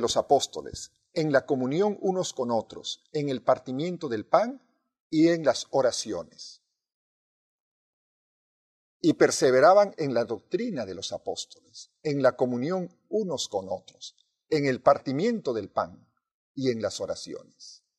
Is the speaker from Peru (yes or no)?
yes; Peru; also born or lived in Argentina / Mexico; Esto ocurrió no solamente en mi país de origen, en el Perú, sino también en la Argentina y en México.